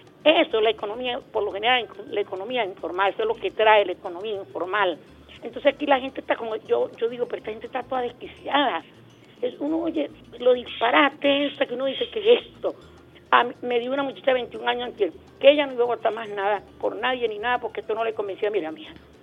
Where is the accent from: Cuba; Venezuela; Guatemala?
Venezuela; Caracas, Capital District; yo soy caraqueño de esta parroquia Santa Rosalía.